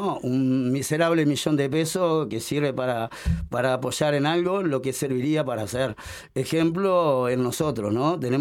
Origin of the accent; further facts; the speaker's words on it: Uruguay; de mi parte lo comento siendo uruguayo